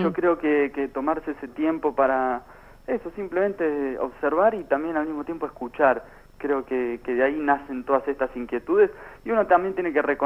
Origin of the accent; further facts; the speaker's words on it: Buenos Aires, Argentina; Soy muy porteño. 30 años, 32 años acá